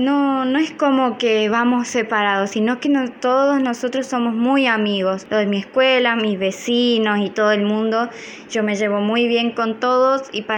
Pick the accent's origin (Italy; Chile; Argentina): Argentina; Chaco; yo vengo de Argentina, Chaco, San Peña.